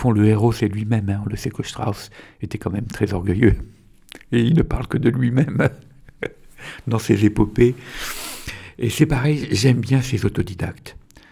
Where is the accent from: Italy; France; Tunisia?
Tunisia; born there; also born or lived in Algeria; mon grand-père qui est de Sfax en Tunisie, voilà, parce que je suis né en Tunisie, hein, j'ai des belles racines d'Afrique du Nord, je passais le bac à Alger à 18 ans